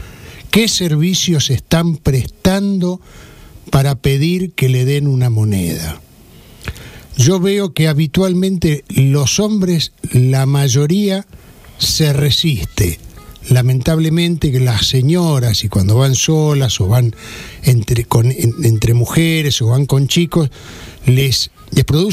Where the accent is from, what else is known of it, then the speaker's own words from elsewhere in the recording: Pinamar, Buenos Aires Province, Argentina; una experiencia así yo he vivido allí en mi pueblo, en Pinamar